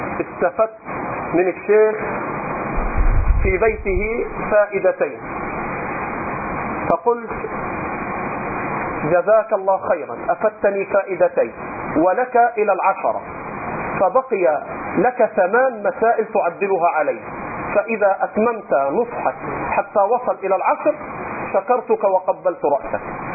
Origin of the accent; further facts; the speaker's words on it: Upper Egypt, Egypt; أنا رجل صعيدي، هذا طبعي، حتى جدودي وأهلي إلى الآن عندهم شيء من الحاجز